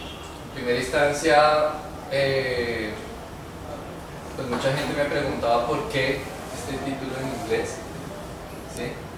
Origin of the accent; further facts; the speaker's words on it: Bogotá, Bogotá D.C., Colombia; born there; artista bogotano, nací en Bogotá.